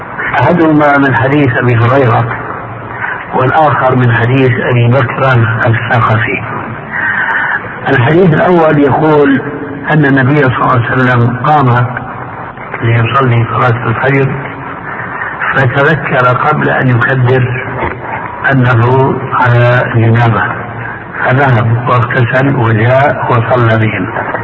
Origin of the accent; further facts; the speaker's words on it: Syria; وكما يقول عندنا في سوريا